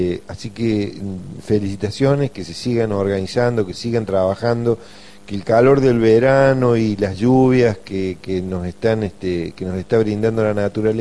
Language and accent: Spanish; Argentina; sino que nos interesan simplemente como argentinos o como personas que vivimos en esta parte sur del continente.